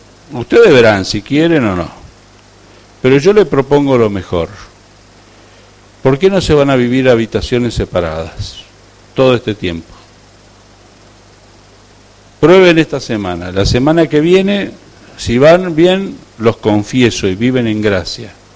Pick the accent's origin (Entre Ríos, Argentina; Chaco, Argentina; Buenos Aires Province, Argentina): Entre Ríos, Argentina; yo soy de Entre Ríos